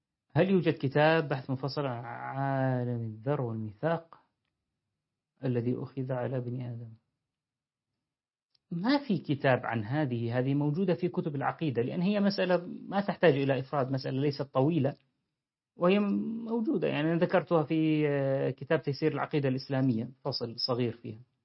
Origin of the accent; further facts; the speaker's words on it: Deir ez-Zor, Deir ez-Zor Governorate, Syria; عندنا في دير الزور